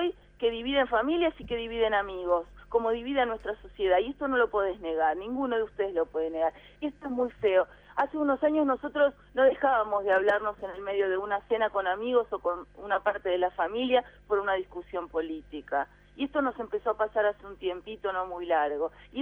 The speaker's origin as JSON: {"language": "Spanish", "region": "Buenos Aires", "country": "Argentina", "tie": "born or raised there", "said": "la ciudad de Buenos Aires, sobre todo, que es donde yo nací, fui criada, son los bares"}